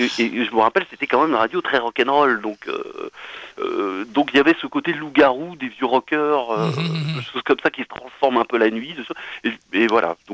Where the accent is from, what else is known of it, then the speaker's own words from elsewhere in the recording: Lanester, Brittany, France; also born or lived in Quimper; moi je suis né à Quimper, mais j'ai vécu jusqu'à l'âge de 7 ans à Lanester, justement à côté de Lorient, dans un quartier où tout allait très bien.